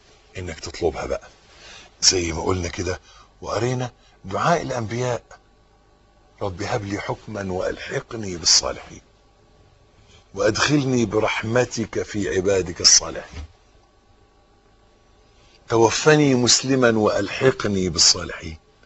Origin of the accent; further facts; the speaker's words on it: Egypt; حتة الأرض اللي إحنا واقفين عليها دي بلدنا مصر